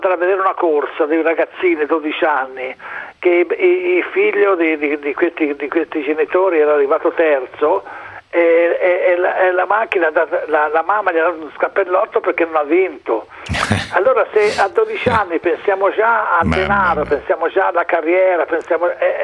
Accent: Florence, Tuscany, Italy; sono da Toscana, sì. Fiorentino.

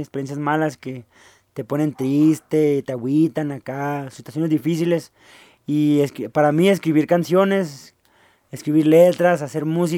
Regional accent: northern Mexico, Mexico; hacer música norteña, pues porque pues somos norteños, somos del norte y de eso se trata.

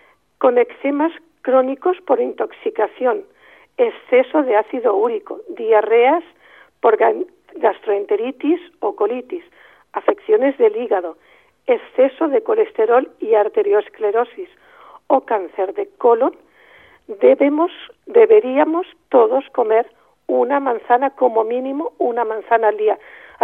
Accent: Ibiza, Balearic Islands, Spain; No, yo soy ibicenco, no soy balear, soy ibicenco.

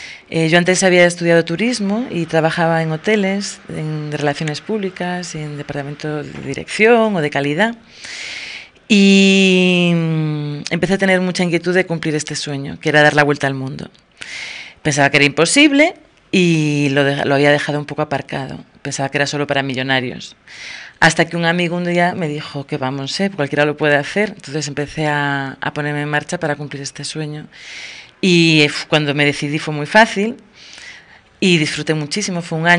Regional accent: Galicia, Spain; now in Tenerife, Spain; Como dicen en mi tierra, que yo soy gallega, aunque llevo 14 años en Tenerife.

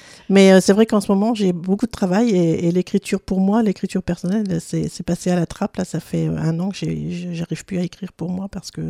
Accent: Strasbourg, Grand Est, France; born there; Oui, alors je suis née en 1957 à Strasbourg, mais je n'ai vraiment fait qu'y naître. J'ai ensuite vécu pendant 4 ans chez différentes nourrices, souvent étrangères, ce qui a favorisé, je pense en tout cas, mon aptitude aux langues étrangères.

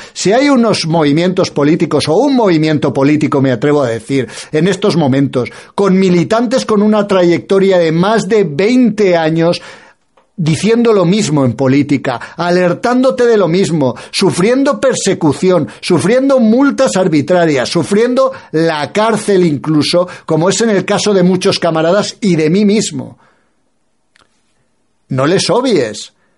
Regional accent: Spain; aquellos españoles que empezamos a tener conciencia clara de que somos españoles y de que España hay que defenderla

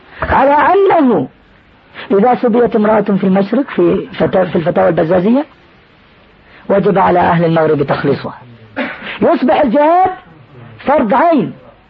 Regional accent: Jordan; احنا عندنا في الأردن منازل

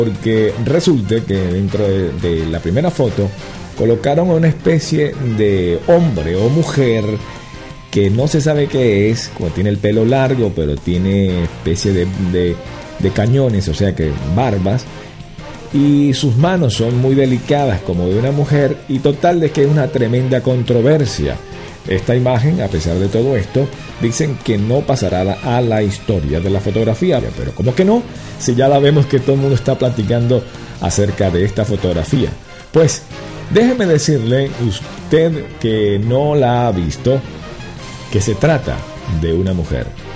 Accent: Valencia, Carabobo, Venezuela; o sea, yo que soy valenciano, bueno, estamos cerquita.

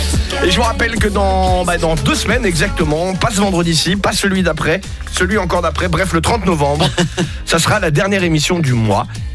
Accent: Hauts-de-France, France; je sais que dans la boxe aussi ça se pratique chez nous en Picardie.

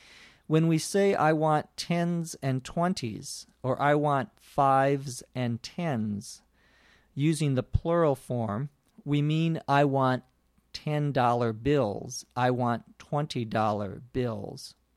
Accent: Los Angeles, California, United States; from Los Angeles, California, on ESL Podcast.

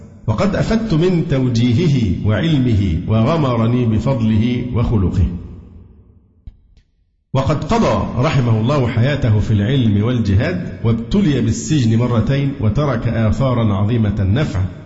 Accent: Alexandria, Alexandria Governorate, Egypt; أنا اسكندراني وفي الدعوة السلفية من حوالي 35 سنة

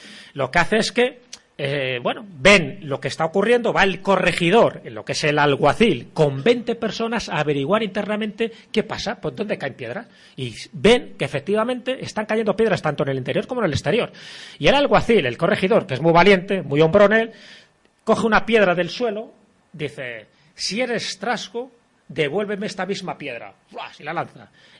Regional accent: Castile and León, Spain; mi pueblo está a 25 kilómetros de Benavente, ya estamos en Zamora

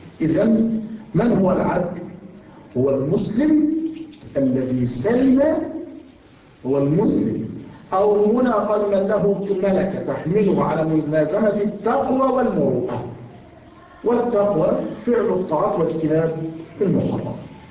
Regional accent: Egypt; الحمد لله نحن عندنا في مصر ما يكشف رأسه بس فقط

